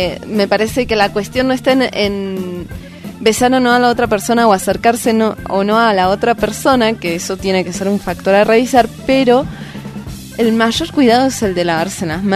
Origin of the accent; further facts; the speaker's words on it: Argentina; No, estos son británicos, yo soy argentina.